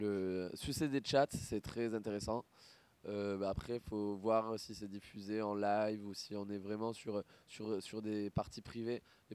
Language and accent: French; Occitanie, France; je viens de la vallée du Tarn, dans les hautes Cévenoles.